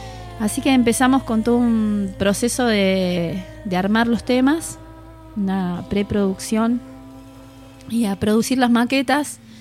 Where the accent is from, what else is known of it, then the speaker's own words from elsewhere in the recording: Merlo, San Luis, Argentina; soy de Merlo, de San Luis, ahí nacida y criada.